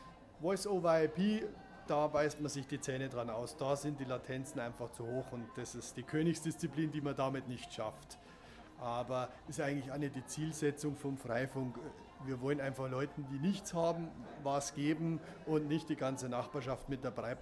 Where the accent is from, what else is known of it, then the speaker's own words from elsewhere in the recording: Munich, Bavaria, Germany; Also als Münchner